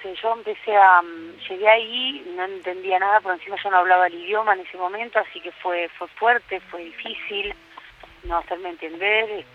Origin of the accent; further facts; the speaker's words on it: Bariloche, Río Negro, Argentina; moved away as an adult; now in Switzerland; yo nací en Buenos Aires y desde chiquitita, que digamos toda mi infancia y mi adolescencia, la pasé en Bariloche. Y me fui a Suiza desde Bariloche, sí.